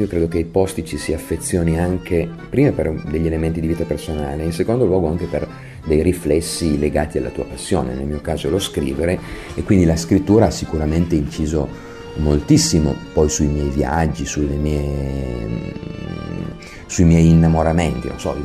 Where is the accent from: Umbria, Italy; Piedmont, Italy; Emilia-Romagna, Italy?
Piedmont, Italy; Turin; Io sono torinese, mi sento profondamente torinese